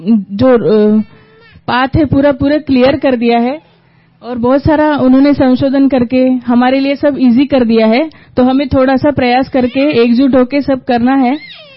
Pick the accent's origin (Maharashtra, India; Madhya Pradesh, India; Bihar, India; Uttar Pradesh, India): Maharashtra, India; Yavatmal; now in Kolhapur, India; और मैं बेसिकली यवतमाल से हूँ लेकिन अब कोल्हापुर में रह रही हूँ महाराष्ट्र।